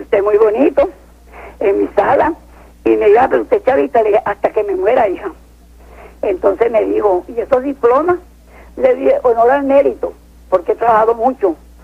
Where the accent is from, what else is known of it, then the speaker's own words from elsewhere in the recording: Miranda, Venezuela; yo nací? Soy mirandina.